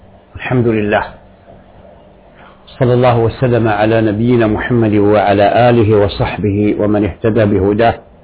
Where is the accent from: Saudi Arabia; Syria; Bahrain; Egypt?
Saudi Arabia; Mahd adh Dhahab, Medina Province; also born or lived in Al-Fuqayr; في بلدتي، وهي الفقير من وادي الفرع، وادي الفرع من أعمال المدينة النبوية. وفي عام 65 و300 ألف انتقلت مع الوالد رحمه الله إلى مهد الذهب